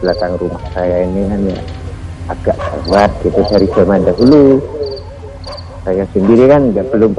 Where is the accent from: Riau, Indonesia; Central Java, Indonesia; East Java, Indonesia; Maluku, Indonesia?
East Java, Indonesia; saya kan arah tidak asli sini. Saya aslinya Madura, cuma kan di sini kan nikah dapat sini gitu.